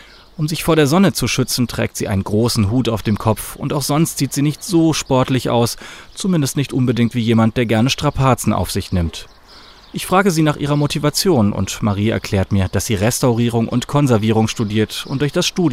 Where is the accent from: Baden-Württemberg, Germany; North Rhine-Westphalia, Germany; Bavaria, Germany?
Baden-Württemberg, Germany; dass sie aus meiner alten Heimat kommt, aus Südbaden